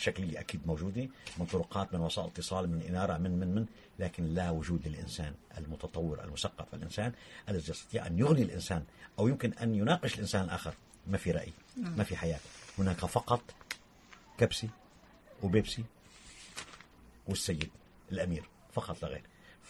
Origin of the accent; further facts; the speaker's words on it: Syria; طيب احنا عندنا بسوريا في معارضه وطنيه